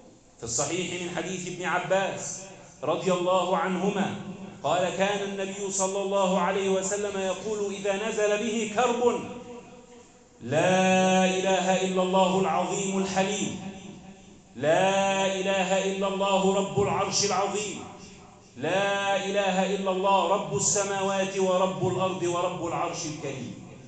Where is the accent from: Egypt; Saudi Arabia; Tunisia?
Egypt; اللهم اجعل بلدنا مصر أمنا أمانا